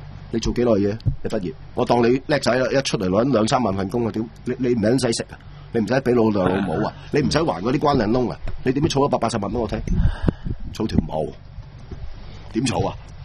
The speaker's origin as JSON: {"language": "Cantonese", "country": "Hong Kong", "said": "即係冇我哋香港人咁多創意啊，同埋咁反叛嘅"}